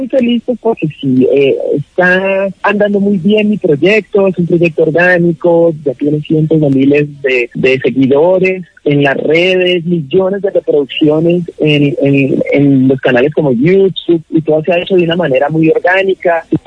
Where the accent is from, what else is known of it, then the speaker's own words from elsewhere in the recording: Cali, Valle del Cauca, Colombia; me alegra decirle que ahora que soy yo de Prados del Sur y Colón para el mundo entero.